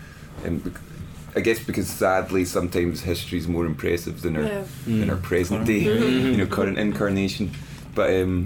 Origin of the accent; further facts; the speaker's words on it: Scotland, United Kingdom; when we grew up in Scotland, Britpop and everything was so huge